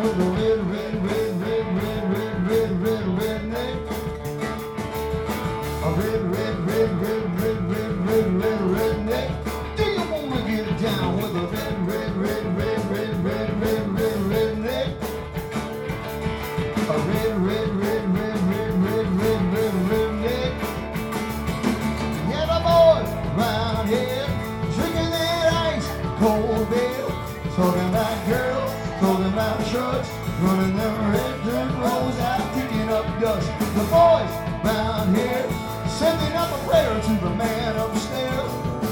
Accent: Stratford, Connecticut, United States; I grew up in Stratford. I grew up on Cut Spring Road, corner of Cut Spring and Thornburg.

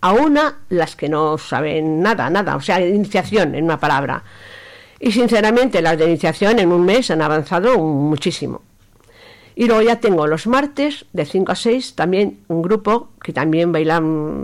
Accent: Aragon, Spain; Yo soy maña de los pies a la cabeza

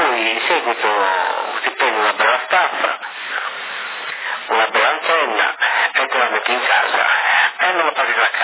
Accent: Colombia; anche io sono colombiano qua.

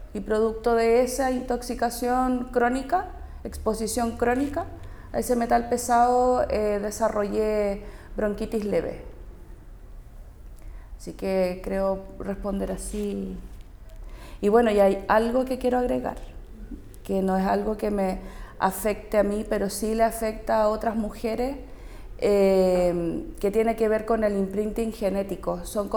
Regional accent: Santiago, Santiago Metropolitan, Chile; born there; now in Quintero, Chile; nací en Santiago. Mi familia se vino a vivir a Quintero en los 80, así es que yo vivo acá hace 40 años, creo, 42 por ahí.

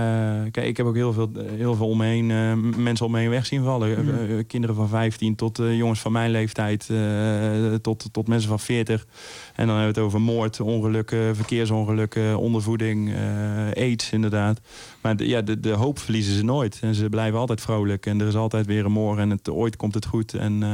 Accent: Helmond, North Brabant, Netherlands; born there; Maar ik ben in Helmond geboren.

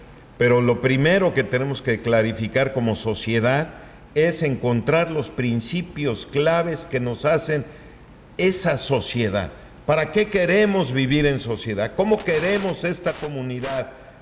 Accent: Mexico; ni porque somos mexicanos

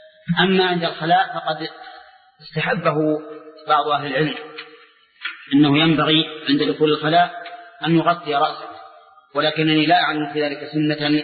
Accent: Saudi Arabia; كما يوجد عندنا في السعودية

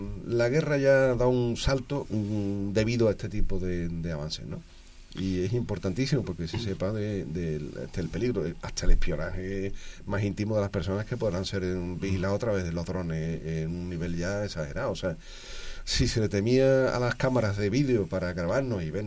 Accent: Alcalá de Guadaíra, Andalusia, Spain; allí en esto en San Mateo, mi pueblo de Alcalá de Guadaira

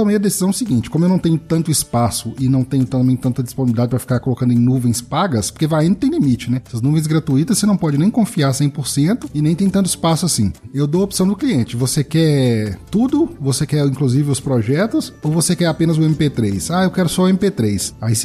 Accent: Minas Gerais, Brazil; Primeiro, eu como mineiro, eu falo muito né.

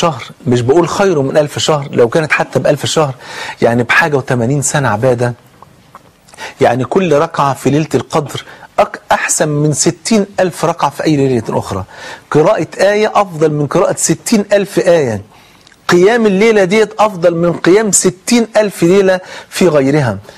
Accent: Egypt; عشان ننقذ بلدنا مصر

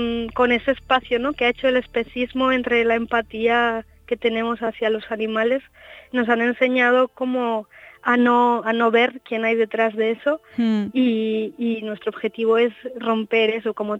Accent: Basque Country, Spain; Nosotros somos de Euskal Herria y queremos revisar nuestra cultura

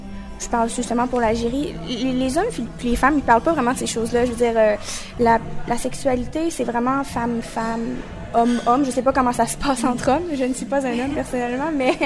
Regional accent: Quebec, Canada; je suis née au Québec, donc je suis vraiment influencée. J'ai vécu toute ma vie ici

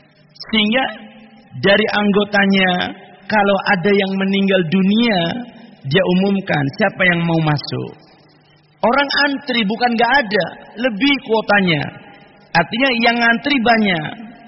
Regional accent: Cilacap, Central Java, Indonesia; Bahkan dulu di kampung kami, ketika masih di Cilacap dulu, itu ada orang yang mendata

